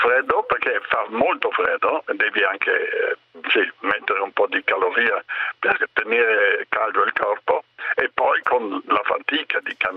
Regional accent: Dolomites, Italy; born there; Io sono nato nelle Dolomiti, è vero, a 5 anni ho fatto il primo 3.000, naturalmente con i genitori

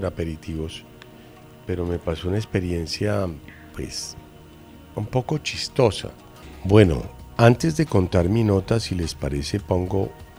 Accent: Colombia; Señorita, con el respeto que me mereces como colombiana, te recomiendo pues que no nos cuentes eso, o a mí por lo menos, porque estamos aquí tres colombianos.

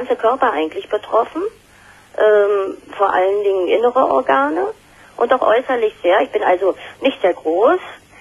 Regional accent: East Germany, Germany; ich bin in der DDR aufgewachsen, 1950 geboren eben.

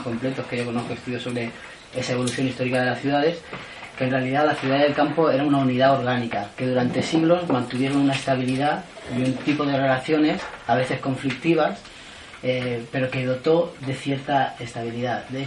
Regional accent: Levante, Spain; Yo vengo del Levante y en muchas ciudades el centro histórico es mínimo

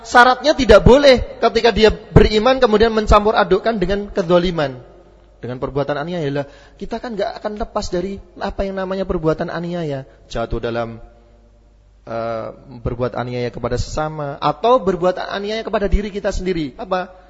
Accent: Java, Indonesia; maaf saja karena saya kebetulan orang Jawa, sakpenake dhewe, ya.

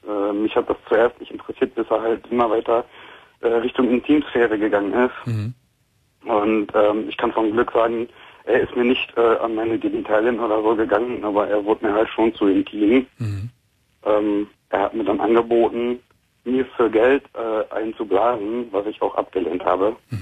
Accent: Dortmund, North Rhine-Westphalia, Germany; also ich muss sagen, ich komme aus Dortmund

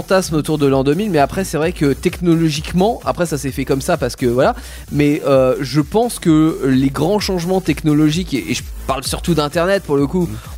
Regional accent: France; Moi, c'est ma vision en tant que petit français.

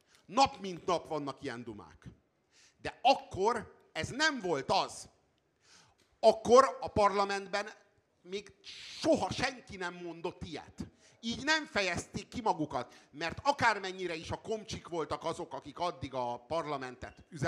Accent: Hungary; Ott leszünk, nézni fogjuk a tűzijátékot, és büszkék leszünk, hogy magyarok vagyunk.

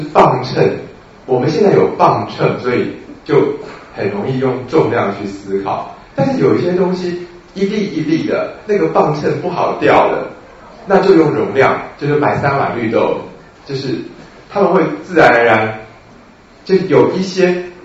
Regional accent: Taiwan; 因为我们台湾人真的习惯了柴胡的用量大概3000-2000吧

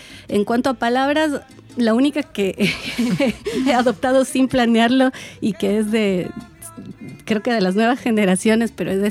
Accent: Quito, Pichincha, Ecuador; Yo soy de Quito, es decir, que soy ecuatoriana y no tendría que ser tan raro para mí el hablar de una región de mi país.

